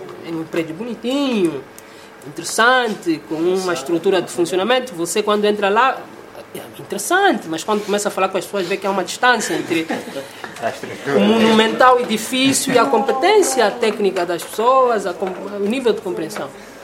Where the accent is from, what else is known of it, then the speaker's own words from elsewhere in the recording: Angola; Sim, eu sou angolano.